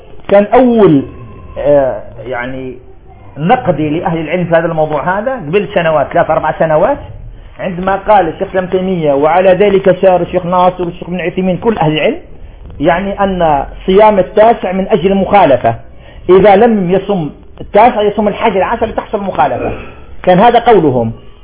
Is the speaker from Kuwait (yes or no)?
no; Algeria; وإحنا عندنا في الجزائر دايرين الفجر على 18 درجة